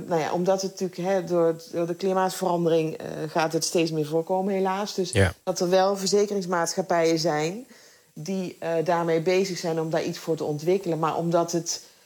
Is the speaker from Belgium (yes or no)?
no; Netherlands; ik ben in Nederland opgegroeid en ik ben niet opgegroeid met de Bijbel.